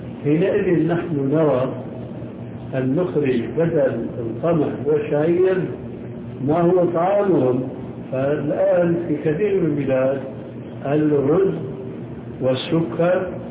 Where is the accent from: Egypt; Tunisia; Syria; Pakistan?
Syria; يمكن موجودة عندكم موجود عندنا في سوريا وأردن